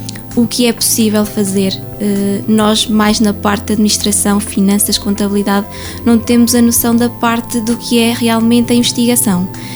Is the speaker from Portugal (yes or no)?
yes; Lagares, Centro, Portugal; mesmo do lado de Lagares, da minha terra